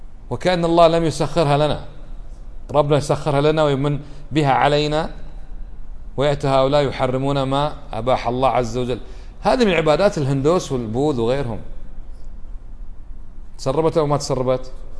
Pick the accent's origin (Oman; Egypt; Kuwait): Kuwait; بلادنا ما فيها، كم ولي عندنا بالكويت يعبد من دون الله